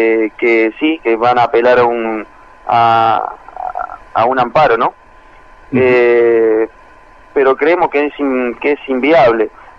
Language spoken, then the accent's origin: Spanish; Argentina; Sí, dentro del departamento San Lorenzo. Las características de mi pueblo, es un pueblo agrícola-ganadero, está con un ambiente ruralista, rodeado de mucho verde, mucho campo